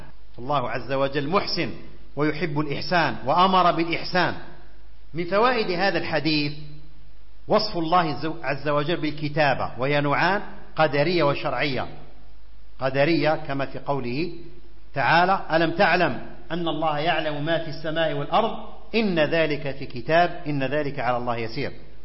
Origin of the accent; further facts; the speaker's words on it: Algeria; في بلادنا الجزائر الطيبة